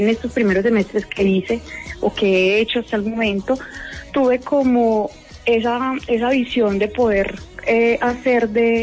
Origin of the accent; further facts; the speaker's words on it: Armenia, Quindío, Colombia; yo soy de acá de Armenia, Quindío, soy licenciada en Biología y Educación Ambiental de la Universidad del Quindío. Luego me fui a Medellín, a la Universidad Nacional, a hacer una maestría en Bosques y Conservación Ambiental